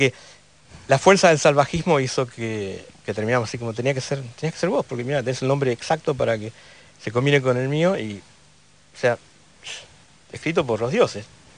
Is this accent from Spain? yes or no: no; United States; Me crié en Estados Unidos y vine de vacaciones una vez en el año 90